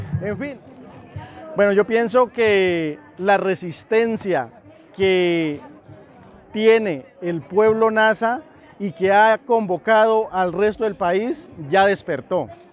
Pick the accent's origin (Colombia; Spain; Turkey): Colombia; Cauca; Los Nazas somos originarios de Colombia, especialmente del departamento del Cauca, desde las cordilleras de Tierra Adentro.